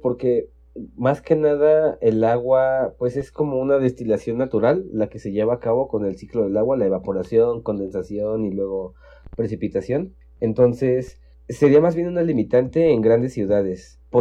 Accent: Mexico; no tenemos como mexicanos la cultura del mantenimiento preventivo

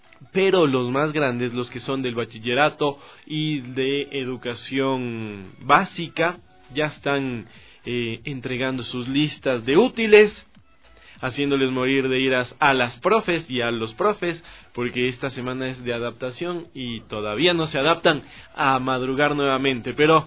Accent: Ecuador; también todos los que somos ecuatorianos, también hacemos fuerza

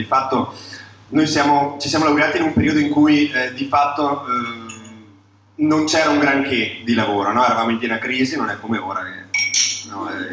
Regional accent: Fiera di Primiero, Trentino-Alto Adige, Italy; born there; noi veniamo siamo nati in Trentino, nella valle di Primiero, Fiera di Primiero

